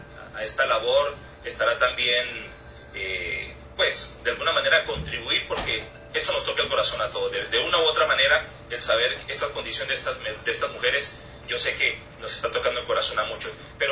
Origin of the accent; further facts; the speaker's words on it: Cali, Valle del Cauca, Colombia; personas de mi tierra, de Colombia y de Cali